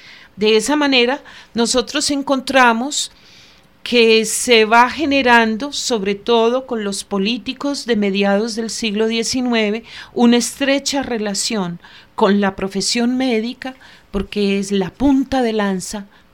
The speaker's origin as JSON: {"language": "Spanish", "region": "Antioquia", "country": "Colombia", "said": "somos antioqueños y entendemos ese proceso histórico."}